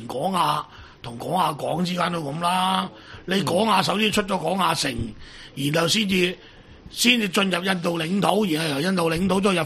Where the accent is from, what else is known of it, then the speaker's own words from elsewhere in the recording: Cuiheng, Guangdong, China; 就我家乡嗰边，就填海填出嚟，就将澳门一啲中小企业啊、加工业啊，全部就搬晒翠亨。